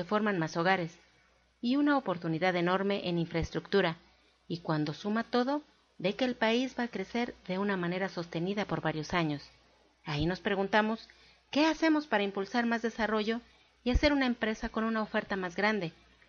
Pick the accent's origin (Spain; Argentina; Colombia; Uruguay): Colombia; now in Mexico; yo salí de Colombia en el 2002 y llegué en el 2011